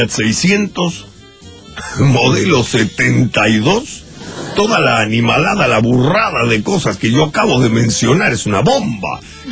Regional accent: Rosario, Santa Fe, Argentina; Porque soy de Fisherton.

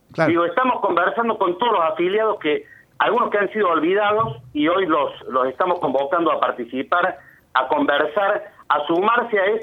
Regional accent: Villa Allende, Córdoba, Argentina; Yo estoy como secretario político de la 62 Colón, que también soy de Villa Allende.

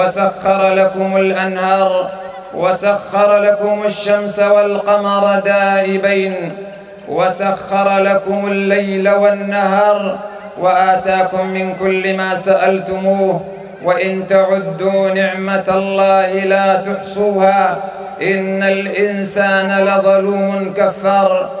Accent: Sudan; وقد قطع من بلدنا السودان جزء، وانتقص من أرضه وشعبه.

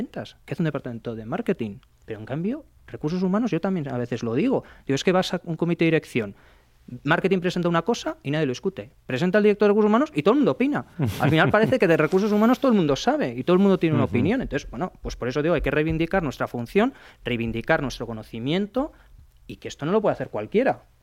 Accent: Spain; como los españoles, quizá porque somos más apasionados, somos más entregados

